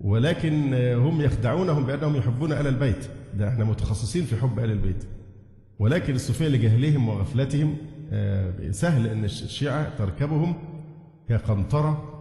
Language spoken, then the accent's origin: Arabic; Egypt; فما يحصل عندنا في مصر من عبادة الأضرحة طواف حولها